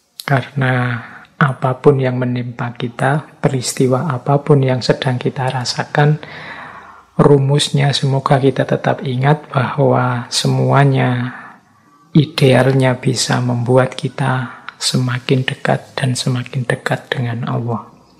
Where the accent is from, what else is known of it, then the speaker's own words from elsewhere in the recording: Java, Indonesia; Ya memang karena basis saya, ya saya aslinya orang Jawa. Jadi mengkaji budaya Jawa itu seperti menggali diri sendiri.